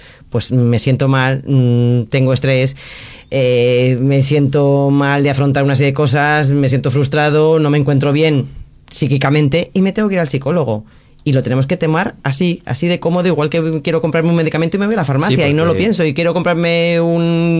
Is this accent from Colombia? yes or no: no; Madrid, Community of Madrid, Spain; now in Alicante, Spain; Que soy madrileña, no... que soy madrileña y luego alicantina de adopción